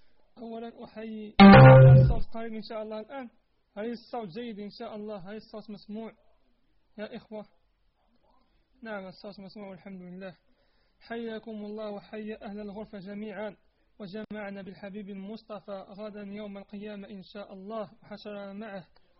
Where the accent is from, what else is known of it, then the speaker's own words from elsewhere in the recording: Morocco; وأنا طالبك من المغرب